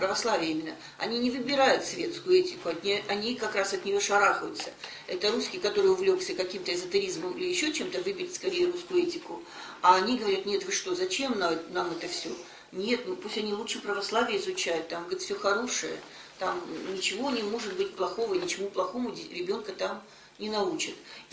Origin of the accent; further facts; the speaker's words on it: Kyrgyzstan; Из-за этого идет раскол в киргизском обществе, я уж из Киргизии, потому что многие не принимают.